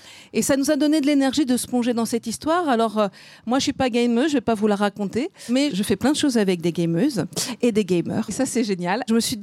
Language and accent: French; Lille, Hauts-de-France, France; now in Montpellier, France; Donc moi, je suis d'une ch'ti, je suis de Lille. Maintenant, je suis à Montpellier.